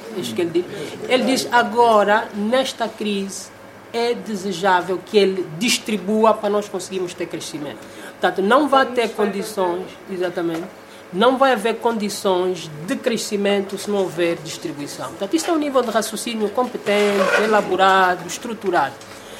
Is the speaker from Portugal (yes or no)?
no; Angola; Sim, eu sou angolano.